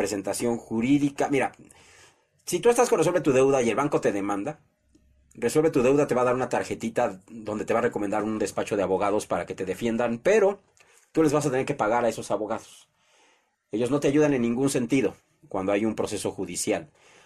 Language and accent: Spanish; Mexico; Vamos a unirnos como mexicanos, no, no como partido político, sino como mexicanos.